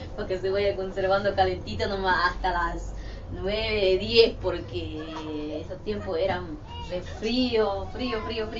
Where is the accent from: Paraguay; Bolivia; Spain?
Bolivia; now in Argentina; Cuando yo llegué de Bolivia con mi hija, él a mí me trató muy mal.